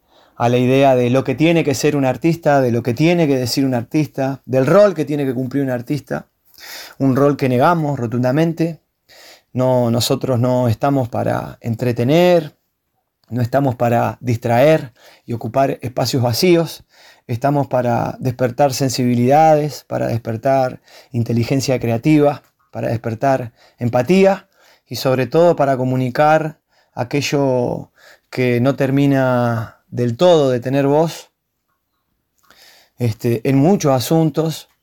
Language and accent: Spanish; Santa Lucía, Canelones, Uruguay; moved away as an adult; also born or lived in Rosario, Argentina; Me fui de Santa Lucía, soy santalucense, me fui de allá en el año 2005 a vivir a Rosario, Argentina, a la edad de 21 años. Hice la mitad de mi vida allá y la mitad de mi vida acá